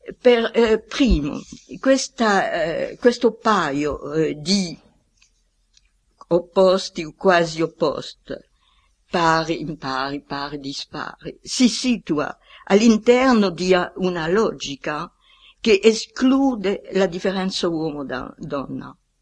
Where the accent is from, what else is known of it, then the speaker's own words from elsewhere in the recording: France; Italian is a second language; Allora, io sono un francese, non devo propormi dei termini italiani molto rari.